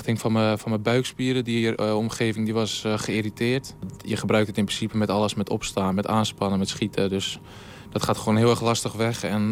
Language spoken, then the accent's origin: Dutch; Siddeburen, Groningen, Netherlands; In Helm en Siddeburen, dat ligt vlakbij Slochteren. Daar opgegroeid met mijn ouders. Dus eigenlijk daar tot mijn ouders wonen er nu nog steeds. Dus vanaf mijn 17 in de stad gaan wonen op mezelf